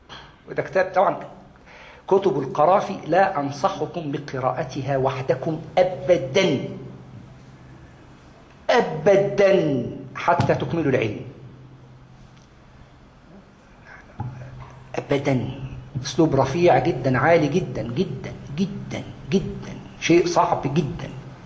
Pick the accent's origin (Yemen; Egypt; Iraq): Egypt; والله أتى لي بأسماء أنا كنت لا أعرف أنهم مدفونون عندنا في مصر، أسماء كبيرة جدا